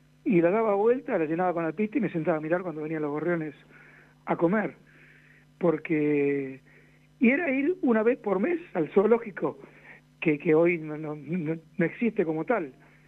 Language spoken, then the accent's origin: Spanish; Buenos Aires, Argentina; somos 3 de Buenos Aires, 2 de Buenos Aires, Hernán y yo